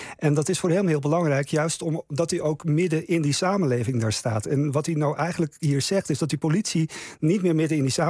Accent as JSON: {"language": "Dutch", "town": "Buitenpost", "region": "Friesland", "country": "Netherlands", "moved": "yes", "said": "Ik kom uit Friesland, buiten Post. Noordoost-Friesland."}